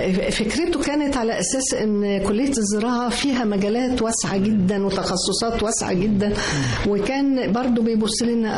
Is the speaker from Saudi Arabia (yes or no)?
no; Mansoura, Dakahlia, Egypt; born there; ايوه انا من مواليد المنصورة